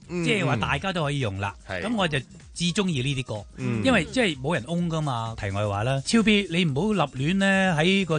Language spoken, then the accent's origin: Cantonese; Guangdong, China; 呢啲就系我哋广东人最 hit